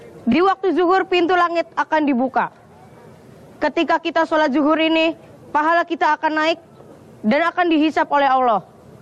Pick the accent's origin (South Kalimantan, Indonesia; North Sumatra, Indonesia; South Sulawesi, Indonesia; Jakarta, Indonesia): Jakarta, Indonesia; asalnya dari Jakarta, anak didik Ustadz Yusuf Mansur.